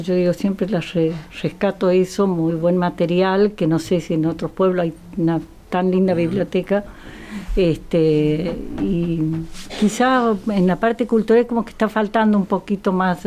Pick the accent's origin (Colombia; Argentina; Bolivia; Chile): Argentina; Córdoba; now in Carro Quemado, Argentina; Yo no soy de Carro Quemado, vine de Córdoba a trabajar a la escuela.